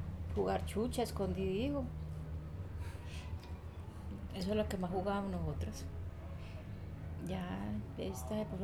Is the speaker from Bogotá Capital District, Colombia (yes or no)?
no; San Jerónimo, Antioquia, Colombia; now in Medellín, Colombia; Nosotros nos vinimos de San Jerónimo, estuvimos unos días en un que llamaban unos ranchos, nos dejaron hacer en junto al río, para el lado de lo que llamamos Barrio Triste.